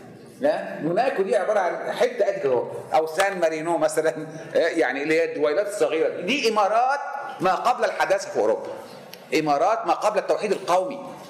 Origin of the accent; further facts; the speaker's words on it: Sharqia Governorate, Egypt; أنا مصري بس أنا كمان شرقاوي يا عم، يعني حاجات كده، ها؟ وأنا ابن ريف مش ابن حضر، ابن دلتا مش ابن صعيد، ابن مش ابن بدو، مش ابن وحات أو أمازيغ